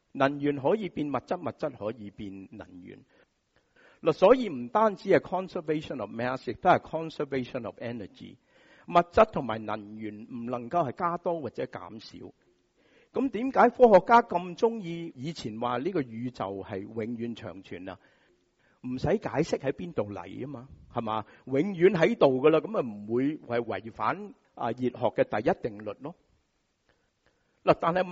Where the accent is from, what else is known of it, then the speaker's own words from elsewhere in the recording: Hong Kong; 我们香港人